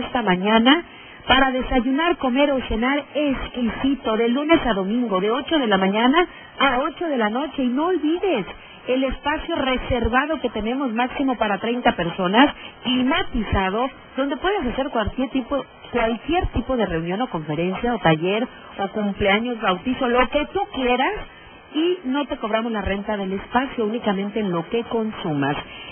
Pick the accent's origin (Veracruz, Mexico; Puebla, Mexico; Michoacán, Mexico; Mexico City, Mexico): Puebla, Mexico; Teziutlán; Buenos días, soy de Teziutlán.